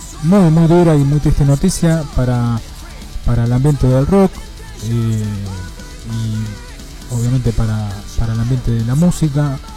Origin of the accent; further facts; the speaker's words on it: Argentina; estábamos en esa parte de Brasil y nadie entendía nada de por qué estábamos ahí siendo argentinos